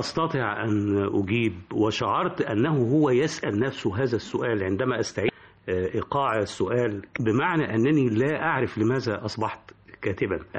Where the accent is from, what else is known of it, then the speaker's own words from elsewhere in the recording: Cairo, Cairo Governorate, Egypt; also born or lived in Upper Egypt; نشأت في الجمالية، فأنا صعيدي المولد قاهري النشأة.